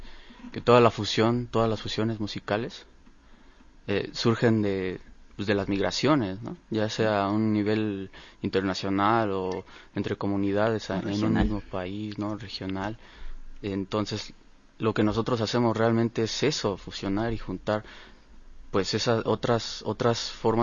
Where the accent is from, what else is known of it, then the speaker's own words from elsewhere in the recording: Mexico; Porque al final de cuentas pues somos mexicanos